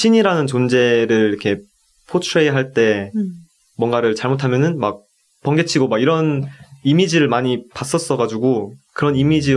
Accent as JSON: {"language": "Korean", "country": "South Korea", "said": "저도 이제 한국 사람이고"}